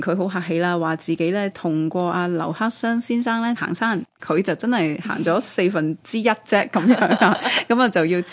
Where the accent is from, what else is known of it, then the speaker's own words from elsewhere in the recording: Hong Kong; 咁但系山里不知身是客讲紧嘅，正正就系我哋香港人